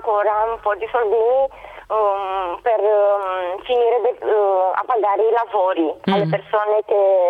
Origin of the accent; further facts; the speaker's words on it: Romania; now in Brescia, Italy; Sono rumena.